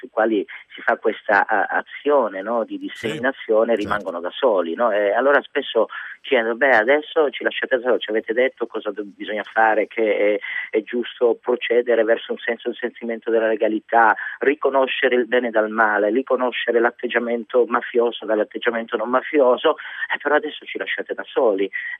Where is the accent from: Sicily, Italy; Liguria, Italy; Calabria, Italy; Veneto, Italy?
Calabria, Italy; Strongolo; born there; moved away as an adult; also born or lived in Bologna; now in Milan, Italy; sono io che provengo dalla Calabria. Sono nato a Strongolo, un paesino in provincia di Crotone, però poi ho fatto l'università a Bologna. Per quello che ho fatto in realtà non potevo purtroppo rientrare nella mia terra d'origine, quindi sono rimasto a Bologna, poi Milano.